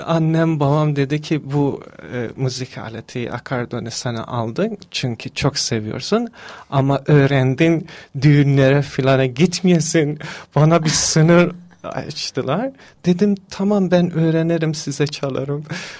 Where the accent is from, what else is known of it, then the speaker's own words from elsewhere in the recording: Mashhad, Razavi Khorasan, Iran; also born or lived in Ardabil; Ben İran Azerisiyim. Erdebil şehrinde doğdum ama 8 yaşımdan Meşet şehirde büyüdüm. Meşet şehirde İran'ın ikinci büyük şehridir. Orada büyüdüm.